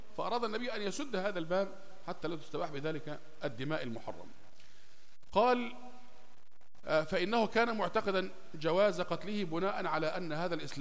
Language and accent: Arabic; Egypt; يعني مثلا عندنا في مصر مثلا هنا لما تطلب من واحد حاجة يقول لك إيه ماشي